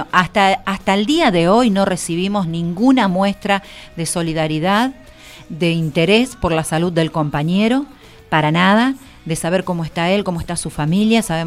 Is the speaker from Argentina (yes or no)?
yes; Argentina; todo este tiempo difícil que nos toca como argentinos y argentinas contra el ajuste